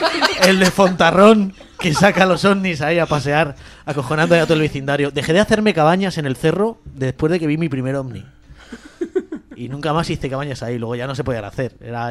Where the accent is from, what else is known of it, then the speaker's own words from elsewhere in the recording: Vallecas, Community of Madrid, Spain; yo, como algunos de vosotros sabéis, soy de Vallecas.